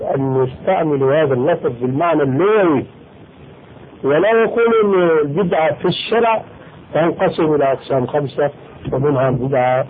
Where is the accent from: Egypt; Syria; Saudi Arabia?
Syria; فأخرجهم كما يقولون عندنا في الشام بهرك بالك